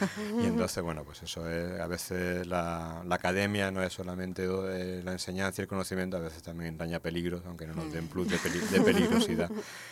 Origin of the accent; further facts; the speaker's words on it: Granada, Andalusia, Spain; Pues hace poco yo soy de Granada y fui a sacar entradas para la Alhambra